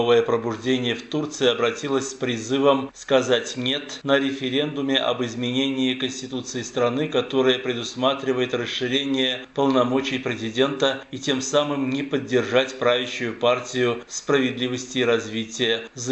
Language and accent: Russian; Armenia; Мы, армяне, говорим «нет» российскому религиозному и абсолютно диктаторскому режиму